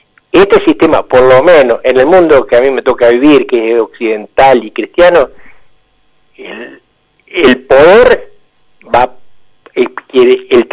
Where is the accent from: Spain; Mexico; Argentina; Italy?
Argentina; Zárate, Buenos Aires Province; yo soy originario de Zárate